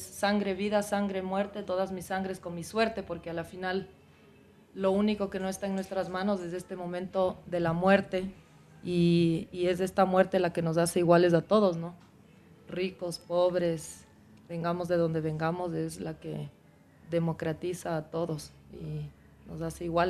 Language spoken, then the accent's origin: Spanish; Ecuador; now in Netherlands; Y cuando yo salí del Ecuador, yo salí queriendo ser rockera y punkera. Y en Holanda yo compuse un poco en estos estilos